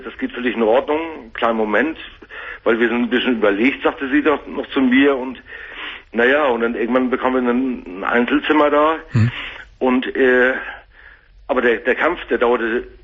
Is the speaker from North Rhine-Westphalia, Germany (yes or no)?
no; Hamburg, Germany; Weil das wäre eine Katastrophe hier gewesen in Hamburg. Ich komme aus Hamburg.